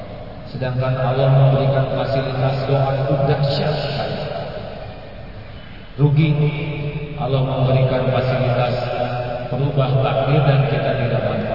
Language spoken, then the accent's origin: Indonesian; Indonesia; born there; Saya lahir dari orang tua yang mana tidak milih. Saya lahir di Indonesia tidak milih.